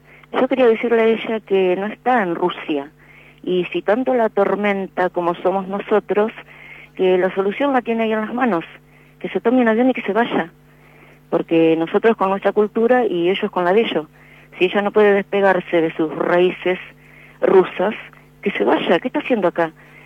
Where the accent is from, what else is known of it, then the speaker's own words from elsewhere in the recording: Argentina; yo soy argentina, yo amo al Papa argentino